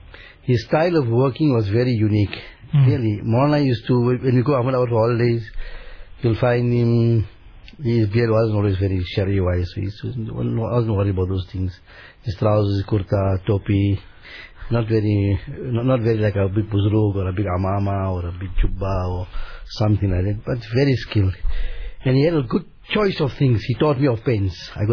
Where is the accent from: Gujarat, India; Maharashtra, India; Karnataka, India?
Gujarat, India; Dabhel; Because if you're from Surat, we're from Dabel, Simlak.